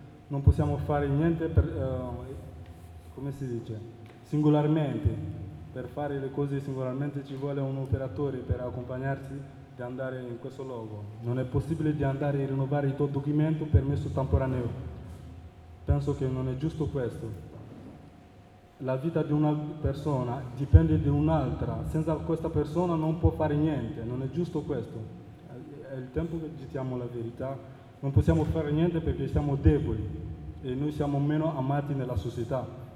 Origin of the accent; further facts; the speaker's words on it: Mali; now in Modena, Italy; vengo dal Mali. Sono in Italia da 2 anni e 2 mesi